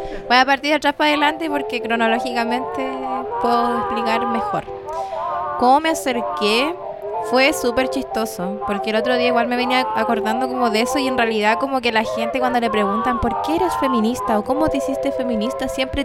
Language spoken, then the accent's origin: Spanish; Valparaíso, Chile; voy a decir que soy un travesti de Valparaíso